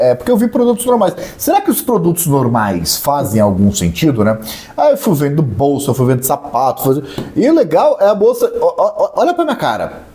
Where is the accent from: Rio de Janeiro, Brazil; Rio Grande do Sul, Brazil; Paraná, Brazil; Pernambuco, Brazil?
Rio de Janeiro, Brazil; Eu sou da Baixada. E na Baixada é normal você andar de bermuda e casaco, né?